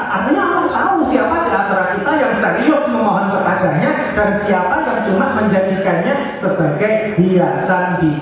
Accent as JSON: {"language": "Indonesian", "town": "Magetan", "region": "East Java", "country": "Indonesia", "said": "bahkan sudah sampai ke daerah saya di Magetan sana juga ya"}